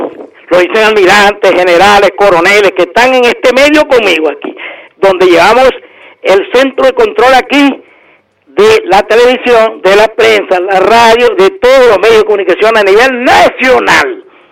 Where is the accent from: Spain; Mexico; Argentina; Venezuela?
Venezuela; como revolucionario, perfecto, como bolivariano y como venezolano de pura cepa.